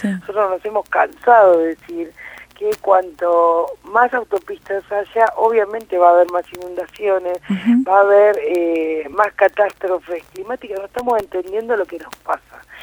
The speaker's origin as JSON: {"language": "Spanish", "town": "Villa Elisa", "region": "Buenos Aires Province", "country": "Argentina", "said": "En mi caso, soy de Villa Elisa"}